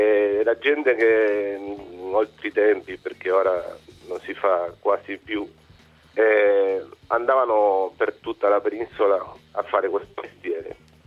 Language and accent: Italian; Galicia, Spain; born there; Italian is a second language; Io sono galiziano, sono nato in Galizia, sono spagnolo, sì, sì.